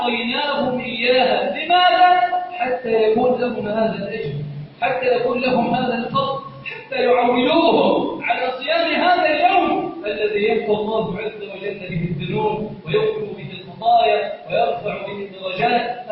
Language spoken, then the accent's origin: Arabic; Egypt; اللهم إنا نسألك أن تجعل بلدنا مصر سخاءً